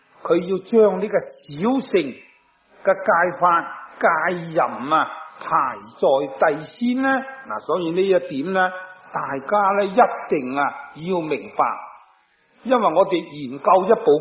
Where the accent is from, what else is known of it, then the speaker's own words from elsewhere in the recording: Guangdong, China; 我哋广东人话叫做和顺榄啊，即系外省人说嗰啲金榄啊。